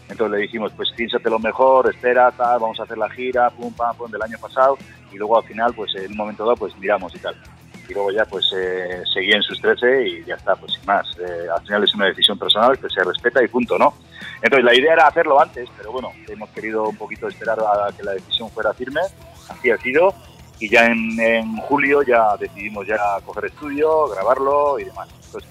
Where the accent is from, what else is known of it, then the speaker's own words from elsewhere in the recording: Cestona, Basque Country, Spain; Nosotros somos del Valle del Urola, justo del centro de Cestona.